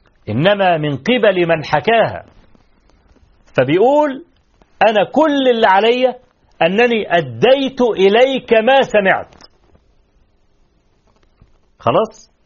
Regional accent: Egypt; طبعا احنا كمصريين عارفين

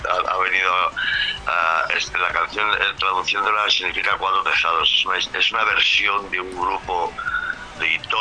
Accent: Madrid, Community of Madrid, Spain; Nosotros somos de Madrid capital, de un barrio obrero de las afueras emisoras de Madrid, vamos, del centro de la capital, de Extra Radio. Pero bueno, ahora ya no habitamos, ya nos hemos ido a las afueras a vivir donde se puede

